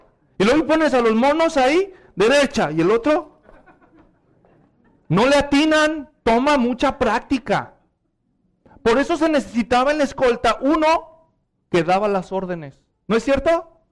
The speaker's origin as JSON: {"language": "Spanish", "country": "Mexico", "tie": "born or raised there", "said": "Muchos de los que somos mexicanos, cuando éramos niños, nos hacían marchar en las fiestas patrias"}